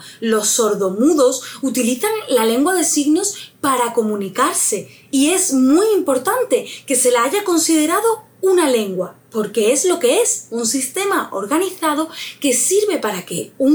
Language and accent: Spanish; Andalusia, Spain; accent: Andalusian; yo soy andaluza, vivo en Andalucía y mi dialecto es el andaluz, aunque mi pronunciación y mi acento está cada vez más estandarizado.